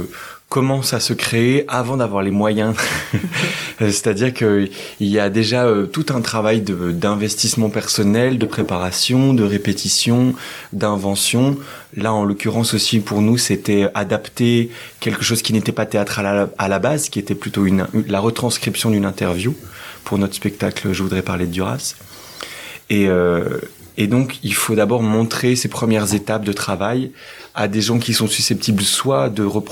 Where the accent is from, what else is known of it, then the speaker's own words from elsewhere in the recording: Auvergne-Rhône-Alpes, France; now in Paris, France; Alors, en ce moment, on vit à Paris, à côté de Paris, tous les deux. Mais à la base, moi, je suis de Savoie.